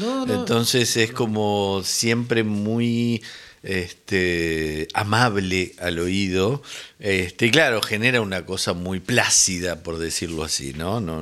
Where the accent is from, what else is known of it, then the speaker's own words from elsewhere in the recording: Uruguay; En el Nepal me dijeron. Soy de Uruguay.